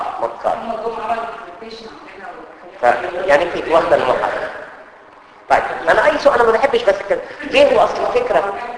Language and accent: Arabic; Egypt; زي عندنا في مصر الفيش والتشبيه